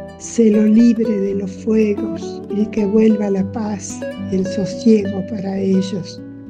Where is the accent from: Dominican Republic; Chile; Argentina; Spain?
Argentina; San Pedro de Jujuy, Jujuy; Soy escritora de San Pedro de Jujuy.